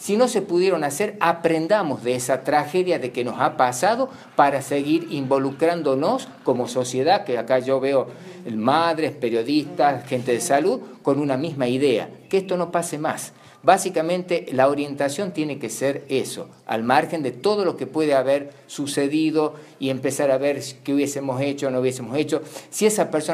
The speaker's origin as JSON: {"language": "Spanish", "region": "La Rioja", "country": "Argentina", "said": "no solamente como riojanos, como ciudadanos"}